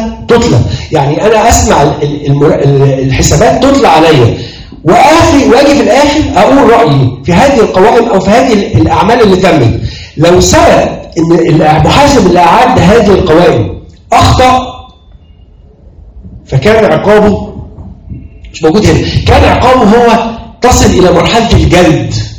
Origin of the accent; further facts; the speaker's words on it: Egypt; ان الاستثمار ما يجيش عشان ما فيش مهنه منظمه عندنا في مصر.